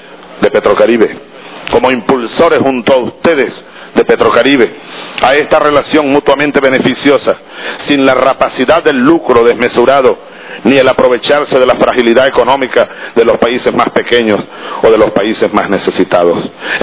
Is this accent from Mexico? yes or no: no; Venezuela; los venezolanos somos libres, los sudamericanos somos libres.